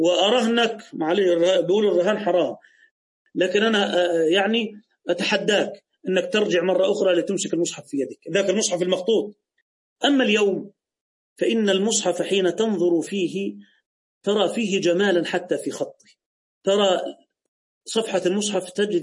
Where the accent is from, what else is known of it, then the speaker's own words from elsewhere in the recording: Egypt; عندنا في مصر الزوجة إذا أراد والدها تزويجها يجهزها بمبلغ وقدره